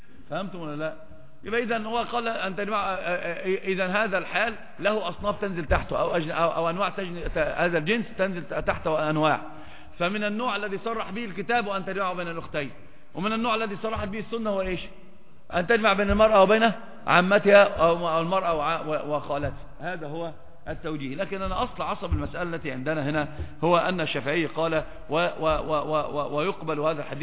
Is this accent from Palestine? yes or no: no; Upper Egypt, Egypt; أصلا عندنا في مصر برضو نفس الحكاية، في سمع وطاعة بس بيخرج. أصلا أنا صعيدي، فأنا ما ينفعش مع صعيدي